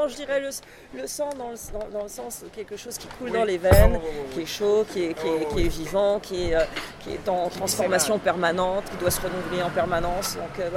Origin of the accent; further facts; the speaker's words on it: Montreal, Quebec, Canada; also born or lived in Boulogne-Billancourt, France; Bon, Montréal, parce que j'y ai grandi, ça c'est sûr.